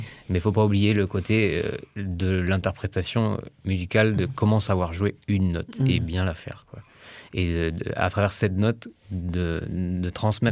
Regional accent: Brittany, France; Même si je suis breton, j'y connais rien.

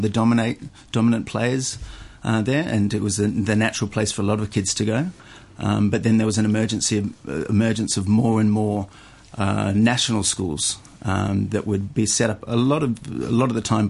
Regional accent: Hong Kong; born there; also born or lived in Australia; I was born in Hong Kong, and I went to peak school in my very early years and moved back to Australia, but then finished my schooling at Island School. So I'm a proud graduate of the ESF system here in Hong Kong.

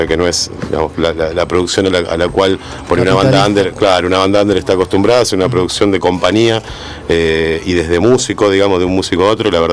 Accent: Quilmes, Buenos Aires Province, Argentina; Nosotros somos de Quilmes, fundamentalmente, Espeleta, de la zona de Solano, Almirante Brown, y de Avellaneda. Hay dos que somos de Avellaneda, Bernal ahí.

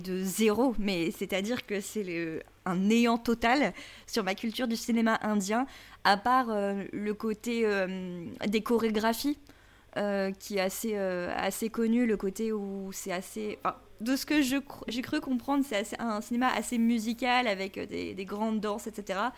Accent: Lille, Hauts-de-France, France; now in Paris, France; Et sinon je vis à Paris mais je suis de Lille de base.

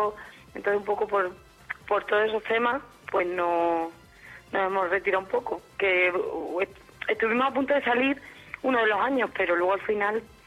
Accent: Extremadura, Spain; todos somos extremeños, ¿no?

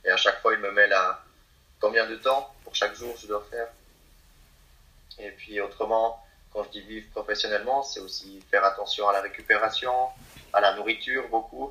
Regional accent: Valais, Switzerland; moi je suis un Valaisan, donc je suis très, très fier de mes origines, de l'endroit où j'habite.

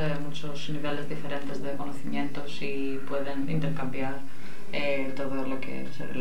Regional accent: Greece; Spanish is a second language; now in Spain; Sí, yo soy de Grecia y hago aquí unas prácticas de Erasmus. Llevo aquí casi 4 meses

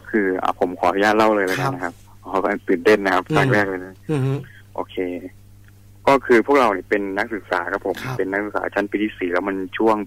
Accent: Roi Et, Thailand; อ๋อผมเป็นคนร้อยเอ็ดครับแต่ว่าไปเรียนที่มหาสารคามครับ

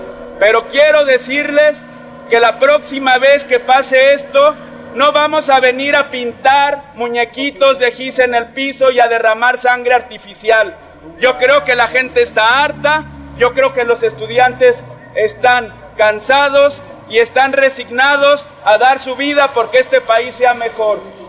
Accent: Mexico; todos somos mexicanos

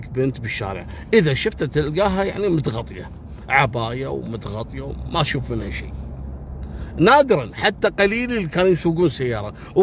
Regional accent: Kuwait; وعايشين في منطقة عندنا في الكويت اسمها الجهرة أو محافظة الجهرة

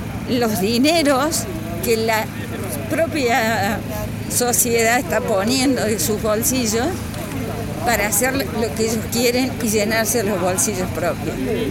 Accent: Carlos Paz, Córdoba, Argentina; nacida y criada en Carlos Paz

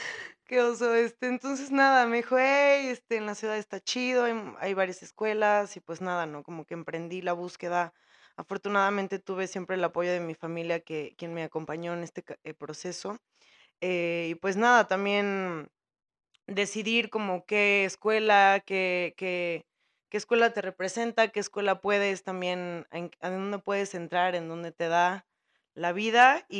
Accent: Puebla, Mexico; now in Mexico City, Mexico; de donde yo vengo, soy de la ciudad de Puebla

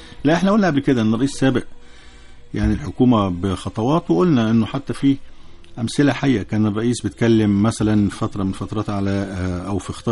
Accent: Egypt; احنا عندنا في مصر الرقم تجاوز 40 مليون صفحة

